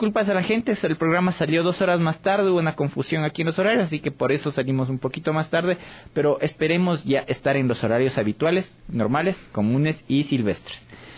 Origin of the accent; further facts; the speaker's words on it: Ecuador; Quito parece un día cívico porque solo falta que estén más banderas por las calles para decir que somos ecuatorianos y nos sentimos orgullosos de ser ecuatorianos.